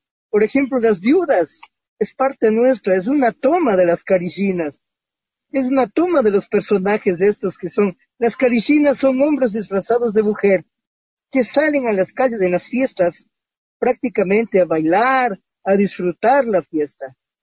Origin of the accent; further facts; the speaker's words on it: Quito, Pichincha, Ecuador; Los quiteños nacemos con un chip muy especial.